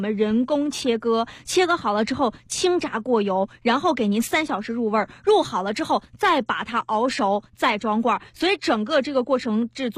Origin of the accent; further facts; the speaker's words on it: Dalian, Liaoning, China; 其实我作为大连人我吃过特别多品牌的这个带鱼的罐头